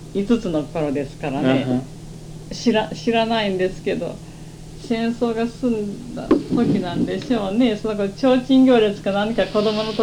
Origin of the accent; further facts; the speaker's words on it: Takahashi, Okayama, Japan; 岡山県。